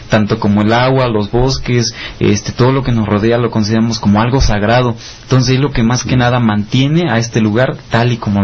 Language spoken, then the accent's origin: Spanish; Cuetzalan, Puebla, Mexico; vengo de esta comunidad de San Andrés Chicuilán, perteneciente exactamente a nuestro hermoso pueblo mágico de Cuetzalan.